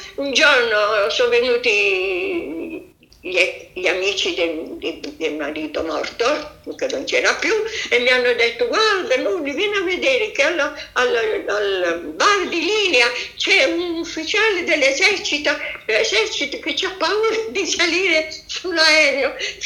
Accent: Bari, Apulia, Italy; Perché poi al mio paese, a Bari, io sono stata, mamma mia, massacrata.

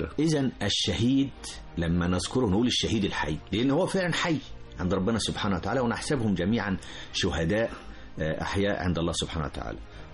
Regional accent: Egypt; لأن هو ده المطلوب مننا إحنا كمصريين، لأن إحنا بلد حضارة أساسا

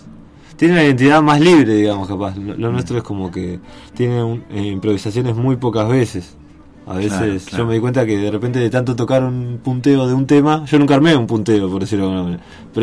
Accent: Pinamar, Buenos Aires Province, Argentina; yo soy de Pinamar, entonces digamos que no volví acá

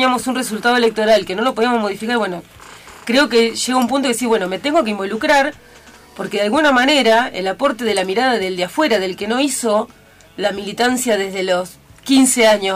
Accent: Tandil, Buenos Aires Province, Argentina; Hace 30 años que estoy viviendo en Tandil, pues yo nací acá en Tandil, me crié en Estación Cangallo, que es un campo acá cerquita de Iraola

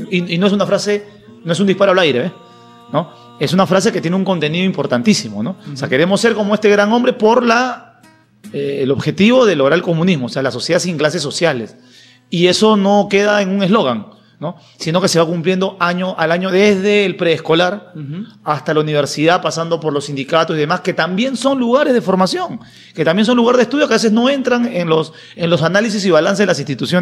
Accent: Peru; Con enfermedades del siglo XIV, XV, en mi país, sí, Perú

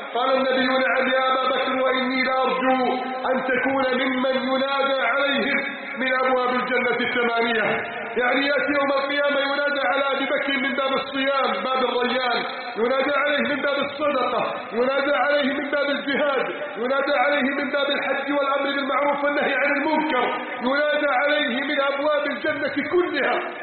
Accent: Egypt; واجعل بلدنا مصر آمنة مطمئنة

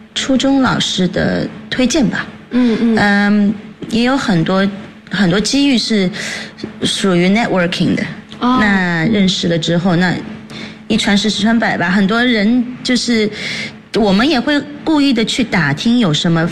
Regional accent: United Kingdom; 我的母亲呢是日本的，但是我的父亲是上海人。我从小就在这边长大了。

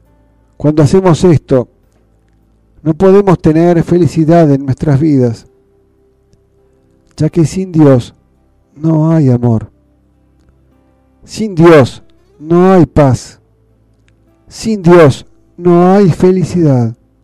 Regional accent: Argentina; Como argentinos, estamos en condiciones de servidumbre desde el mismo nacimiento

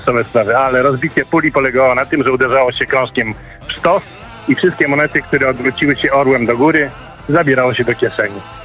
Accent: Kraków, Lesser Poland, Poland; a pochodzę z Krakowa.

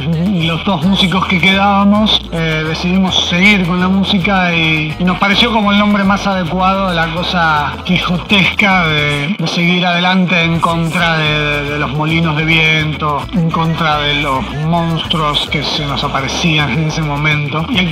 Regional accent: Buenos Aires, Argentina; Somos de Buenos Aires

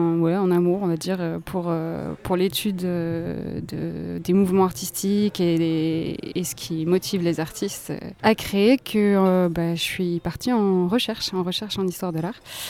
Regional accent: Bordeaux, Nouvelle-Aquitaine, France; je suis entrée dans ma 29e année il y a quelques mois. Mon parcours jusqu'à aujourd'hui, je suis née à Bordeaux, j'ai grandi entre la ville et avec un pied à la campagne dans le nord des Landes.

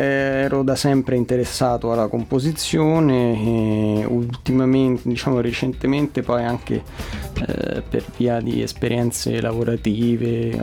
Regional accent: Rome, Lazio, Italy; sono di Roma, ho 30 anni e sono laureato in musicologia e beni musicali

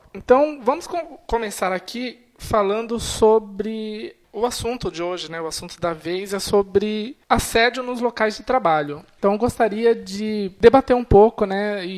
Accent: Sorocaba, São Paulo, Brazil; trabalho na área de suporte, sou de Sorocaba, estado de São Paulo, trabalho numa empresa de suporte de TI.

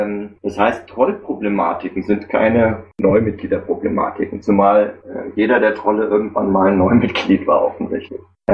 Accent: Frankfurt, Hesse, Germany; Ich bin aus Frankfurt.

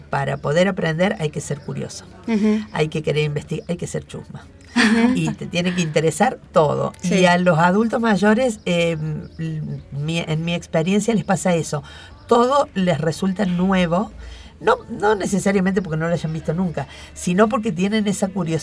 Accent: Bell Ville, Córdoba, Argentina; now in Córdoba, Argentina; Yo empecé psicopedagogía, me vine a Córdoba, yo soy de Belville. Me vine a Córdoba y empecé a estudiar psicología.

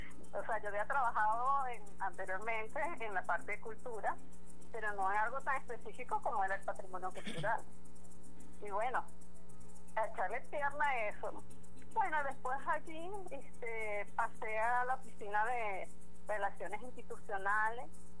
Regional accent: Venezuela; lo que nos identifica como venezolanos

